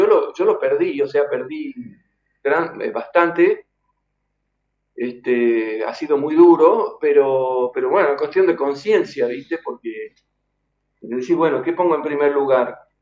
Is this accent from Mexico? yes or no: no; Argentina; Después todos hemos nacido allá, somos argentinos, ¿viste?